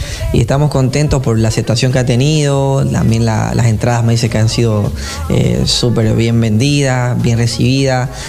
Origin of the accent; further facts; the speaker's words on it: Puerto Rico; also born or lived in Bolivia; yo me crié en Puerto Rico, soy boliviano, pero viví en Puerto Rico más de 10 años de mi vida. Ahí estudié ingeniería de sonido en la universidad